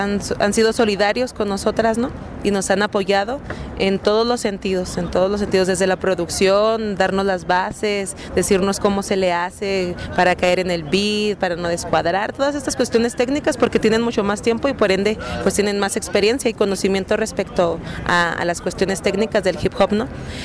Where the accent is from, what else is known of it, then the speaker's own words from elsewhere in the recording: Ciudad Juárez, Chihuahua, Mexico; Uy, pues qué puedo decir, si vengo de Ciudad Juárez, ¿no?